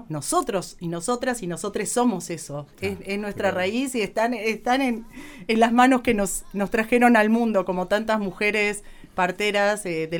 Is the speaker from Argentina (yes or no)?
yes; Buenos Aires, Argentina; Como que tampoco es el darnos con un látigo, ni no, como porteños ni como argentinos, digamos.